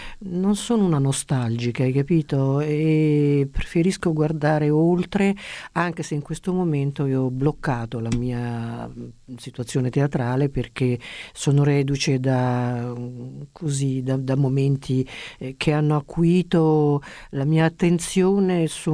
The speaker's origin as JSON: {"language": "Italian", "town": "Bari", "region": "Apulia", "country": "Italy", "tie": "born there", "said": "Io sono nata a Bari, sì, e la mia mamma invece era milanese, Cattaneo, per cui più milanese"}